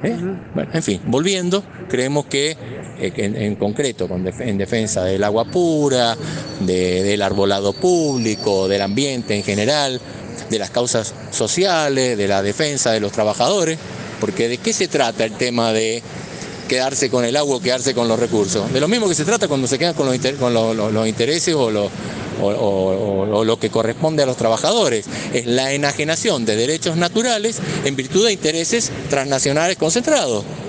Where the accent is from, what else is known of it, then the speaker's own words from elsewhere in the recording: Argentina; de nuestros bienes comunes y de nuestros derechos como argentinos.